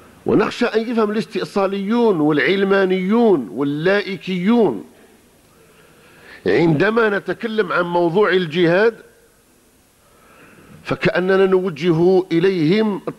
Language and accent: Arabic; Algeria; صار كما عندنا في الجزائر، البارح كان اشتراكي اليوم رأسمالي